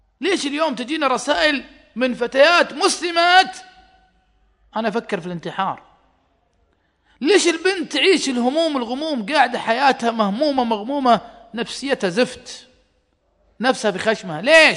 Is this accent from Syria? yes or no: no; Saudi Arabia; حريمنا ما يسوقون عندنا في السعودية